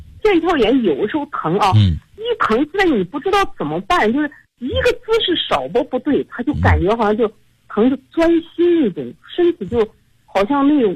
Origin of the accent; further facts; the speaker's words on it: Urumqi, Xinjiang, China; 我是新疆的，你的听众。